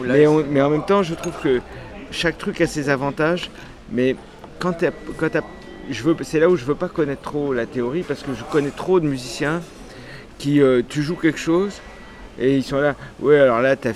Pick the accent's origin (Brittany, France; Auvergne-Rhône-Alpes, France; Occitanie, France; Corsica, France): Corsica, France; Bastia; born there; Je suis né en Corse.